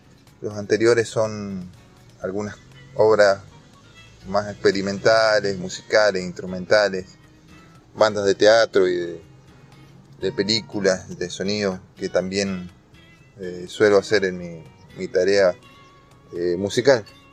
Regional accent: Posadas, Misiones, Argentina; also born or lived in Godoy Cruz, Mendoza; músico de la provincia de Misiones, de Posadas, Misiones, Capital. Aquí desarrollé toda mi carrera musical, aunque nacido en la ciudad de Mendoza, en Godoy Cruz.

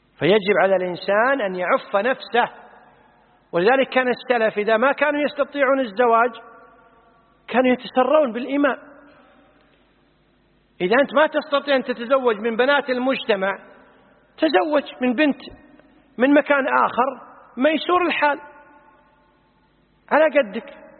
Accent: Kuwait

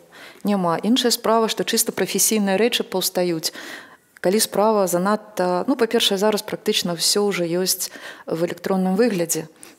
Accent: Minsk, Belarus; born there; Я нарадзілася не на Грушаўцы, а як я называю пад Грушы. А цяпер гэта называецца, цяпер это называецца Ружачка.

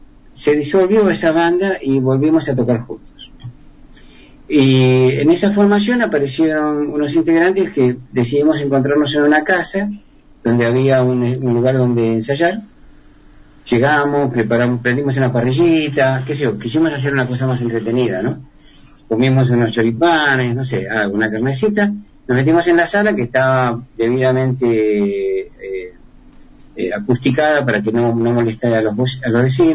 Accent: Argentina; now in Chile; Y hay músicos que me dicen, ¿por qué sos argentino? ¿Y por qué no? ¿Por qué no? ¿Cómo es Argentina? Porque allá hay muchos más lugares.

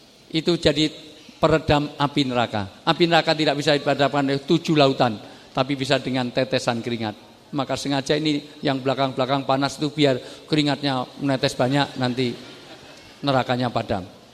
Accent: Java, Indonesia; Saya senang orang Jawa karena saya orang Jawa.

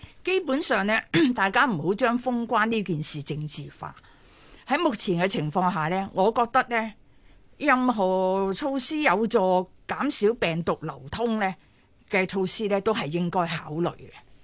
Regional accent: Hong Kong

